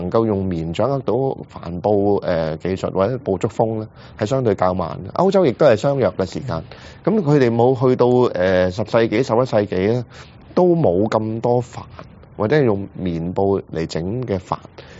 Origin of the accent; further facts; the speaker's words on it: China; 我們中國人的這邊的帆呢，就是 將帆呢就分隔了很多部分